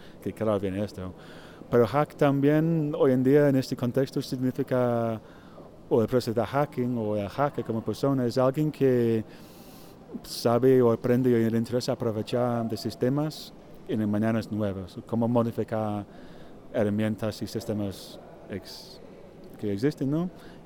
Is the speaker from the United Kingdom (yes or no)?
yes; England, United Kingdom; Spanish is a second language; now in Spain; soy artista inglés, pero llevo 8 años en España.